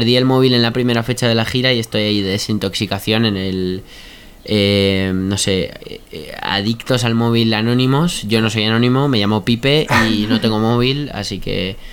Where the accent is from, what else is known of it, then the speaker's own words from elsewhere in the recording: Uruguay; yo soy de Uruguay, latinoamericano